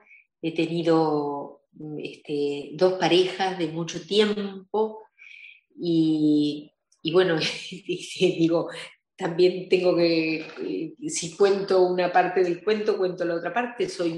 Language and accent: Spanish; Argentina; moved away; Nací en la Argentina. El comienzo de mi juventud fue en la Argentina.